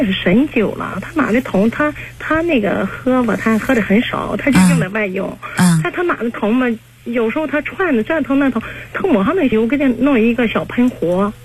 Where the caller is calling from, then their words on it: Qingdao, Shandong, China; 哎，今年56岁。